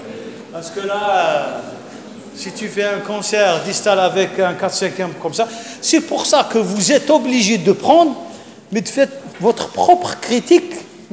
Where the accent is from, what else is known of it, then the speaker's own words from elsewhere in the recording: Algeria; Chez nous, en Algérie, il y a beaucoup plus de petites cellules.